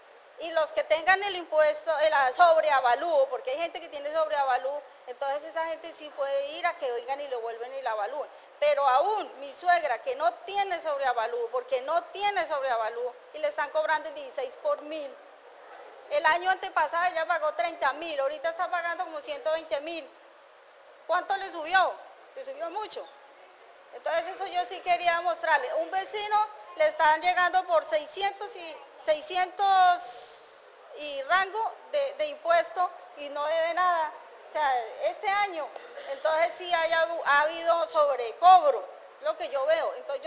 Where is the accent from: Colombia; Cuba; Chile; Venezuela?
Colombia; Flandes, Tolima; yo soy de las Quintas de Flandes.